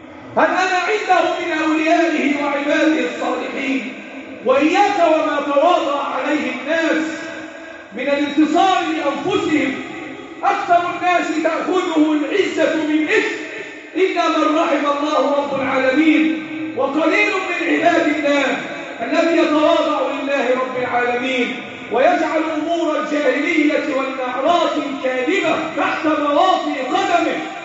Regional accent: Egypt; اللهم احفظ بلدنا مصر وسائر بلاد

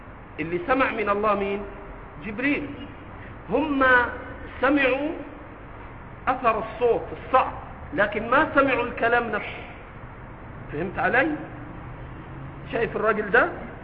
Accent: Egypt; ترى في آخر المسجد شيبان وعلى لهجتنا في مصر عواجيز مترصصين كده جنب بعض

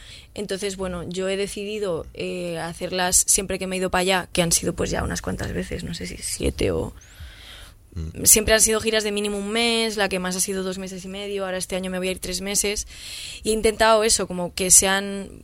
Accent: Madrid, Community of Madrid, Spain; yo desconocía, pues porque soy una persona de Madrid.

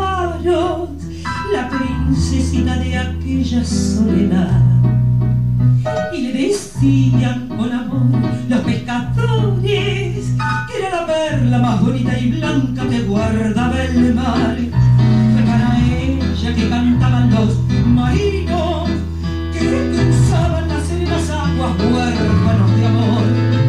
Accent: Argentina; Y como decimos en mi país, ¿eh? A algún argentino le sonará la expresión.

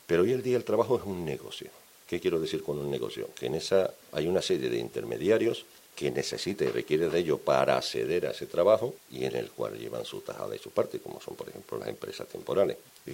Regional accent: Andalusia, Spain; Dice, ¿tú vienes de Galicia? Digo, no, yo vengo de Andalucía.

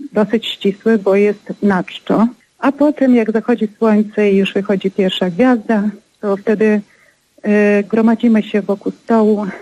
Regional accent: Zakarpattia Oblast, Ukraine; now in Poland; bo ja pochodzę z Zakarpacia. I oczywiście śpiewamy węgierskie kolędy. A ponieważ dzisiaj mieszkam już w sumie od 25 lat mieszkam w Polsce

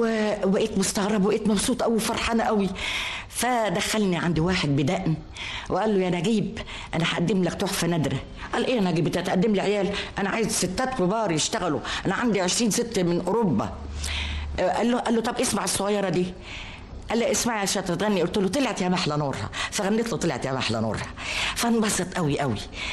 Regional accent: Alexandria, Alexandria Governorate, Egypt; born there; اتولدت في اسكندرية، وكنا في حي جنب سيد الأباصيري

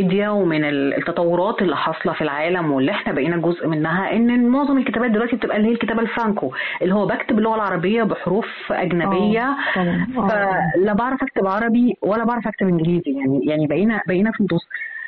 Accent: Egypt; طب انت شايفة احنا فين كمصريين

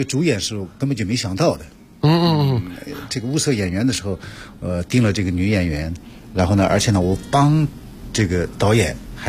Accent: Tibetan areas, China; 我们自己就是土生土长的人来看的话，我们觉得就是藏区的这些老百姓，我们这个普通家庭里面，他跟我们内地没有什么两样

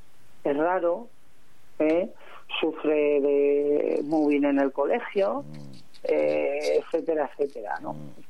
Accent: Madrid, Community of Madrid, Spain; y yo soy del centro de Madrid

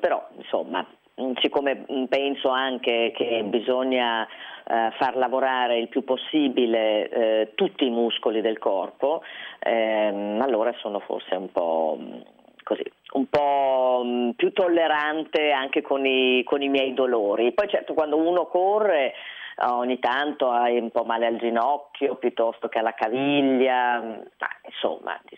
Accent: Dolomites, Italy; io vengo dalle Dolomiti, ho sempre sciato

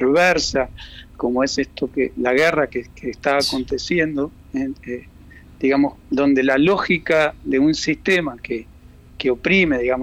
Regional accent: Argentina; now in Uruguay; Sí, soy argentino.

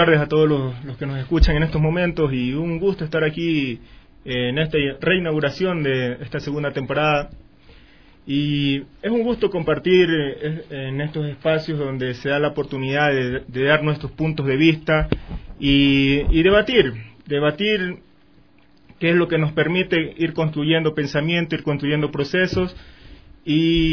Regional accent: Manta, Manabí, Ecuador; yo vengo de la ciudad de Manta.

